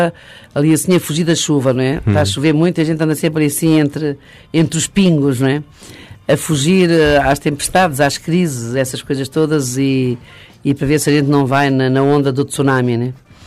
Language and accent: Portuguese; Angola; como dizemos em África, que eu sou de Angola